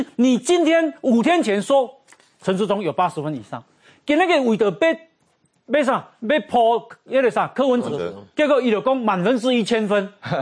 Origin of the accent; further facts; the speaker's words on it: Taiwan; 这是我们架杠台湾人的精神，台湾人的气魄